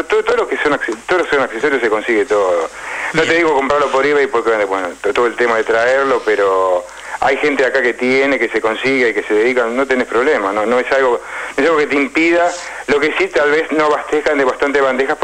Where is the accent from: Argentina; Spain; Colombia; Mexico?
Argentina; como argentino, yo me incluyo, porque soy argentino